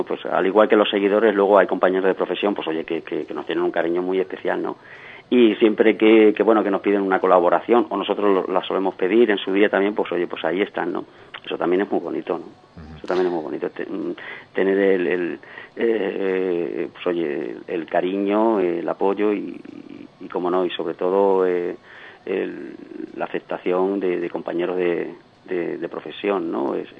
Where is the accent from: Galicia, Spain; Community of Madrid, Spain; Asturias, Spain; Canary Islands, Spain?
Community of Madrid, Spain; Madrid; nosotros somos de Madrid